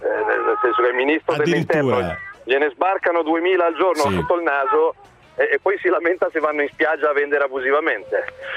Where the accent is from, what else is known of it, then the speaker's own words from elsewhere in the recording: Milan, Lombardy, Italy; Che da milanese i problemi di ordine pubblico